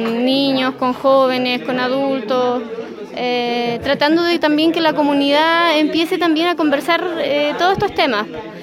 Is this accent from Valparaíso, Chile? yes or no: no; Villa Mañihuales, Aysén, Chile; soy de Villa Mañiguales, oriunda de ahí del sector, nací y me crié ahí